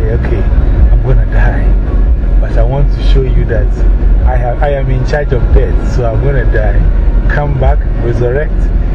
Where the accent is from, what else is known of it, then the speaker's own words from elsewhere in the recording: Ghana; moved away as an adult; now in Las Vegas, United States; Because one, I am coming from Ghana to come to Las Vegas. I don't know anybody here.